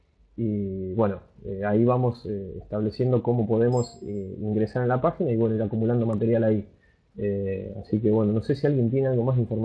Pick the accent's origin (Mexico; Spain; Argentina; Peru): Argentina; accent: Argentine; por ahí mi acento de acá de Argentina suena a veces, no sé, medio violento o algo, pero es como hablamos nosotros